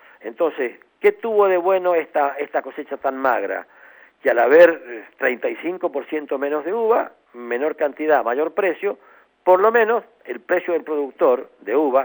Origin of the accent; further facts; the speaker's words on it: Argentina; piensen cuánto nosotros como argentinos consumimos de buen fresco y de pasa, nada.